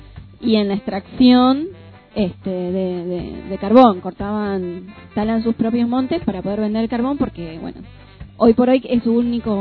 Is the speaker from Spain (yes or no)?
no; Entre Ríos, Argentina; desplazó la ganadería, por ejemplo en Entre Ríos, de donde vengo.